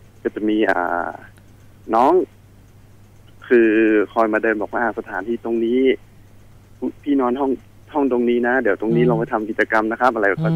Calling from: Nakhon Sawan, Thailand; โทรมาจากนครสวรรค์ครับ

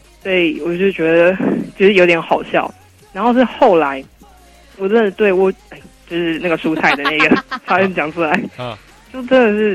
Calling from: Taoyuan, Taiwan; 我是桃园的

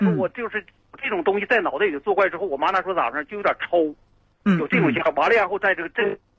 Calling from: Qiqihar, Heilongjiang, China; 我有这么个事儿，我是齐齐哈尔的。

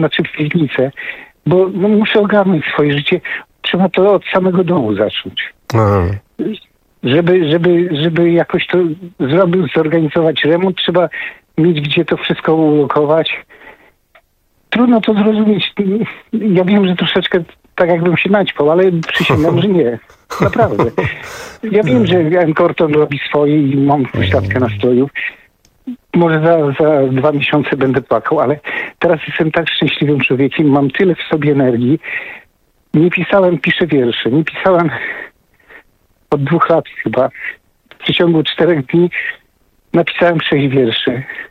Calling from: Zgierz, Łódź Voivodeship, Poland; Pozdrawiam ze Zgierza.

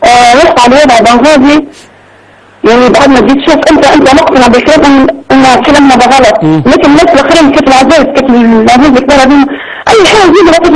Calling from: Tobruk, Butnan, Libya

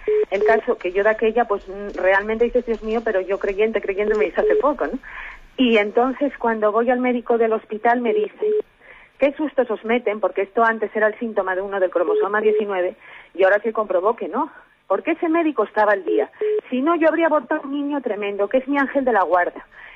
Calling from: Oviedo, Asturias, Spain; de Oviedo.

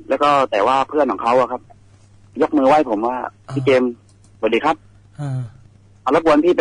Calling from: Ranong, Thailand; เขาจากระนองครับ

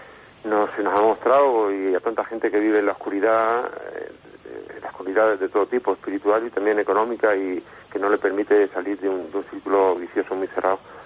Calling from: Alicante, Valencian Community, Spain; de Alicante.

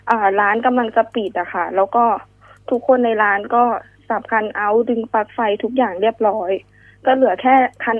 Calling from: Bangkok, Thailand; แถวสิริราชค่ะ

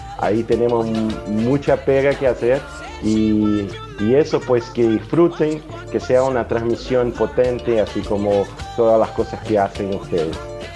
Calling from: Rio de Janeiro, Brazil; de Radio Mutirão y Bombocila. Hablo desde Río de Janeiro, Brasil

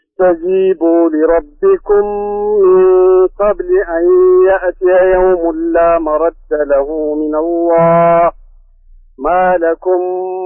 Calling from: Jeddah, Makkah Province, Saudi Arabia; أنا من جدة.

